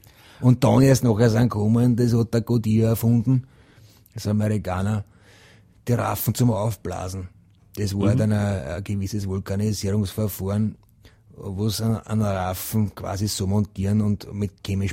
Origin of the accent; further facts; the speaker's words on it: Krems, Lower Austria, Austria; Ja, und ich bin ja aus Krems